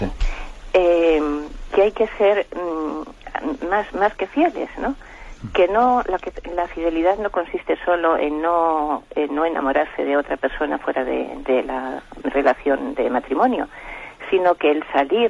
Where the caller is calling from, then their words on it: Madrid, Community of Madrid, Spain; de Madrid.